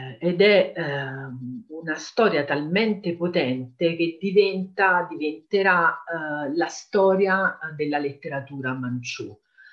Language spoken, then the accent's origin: Italian; Naples, Campania, Italy; now in Calabria, Italy; Io vivo in Calabria, ma sono napoletana